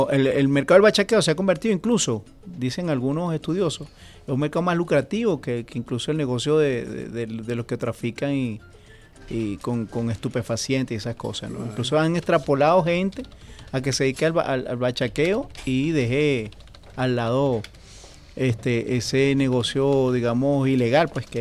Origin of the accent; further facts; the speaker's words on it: Venezuela; esa reserva moral que nosotros tenemos que elevar como venezolanos.